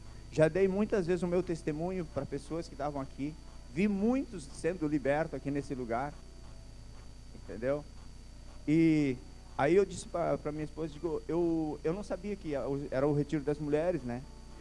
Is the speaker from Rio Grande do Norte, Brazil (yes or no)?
no; Passo Fundo, Rio Grande do Sul, Brazil; Eu sou da cidade de Passo Fundo.